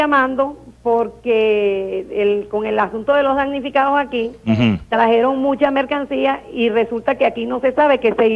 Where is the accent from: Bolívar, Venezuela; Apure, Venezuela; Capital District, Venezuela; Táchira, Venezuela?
Capital District, Venezuela; Caracas; now in Carayaca, Venezuela; Yo soy caraqueña.